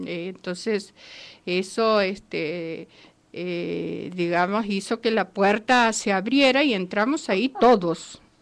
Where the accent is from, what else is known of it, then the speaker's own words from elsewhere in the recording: Santiago del Estero, Argentina; soy de Santiago del Estero, estuve el 16 de diciembre, estaba en Santiago, ahora casualmente estoy aquí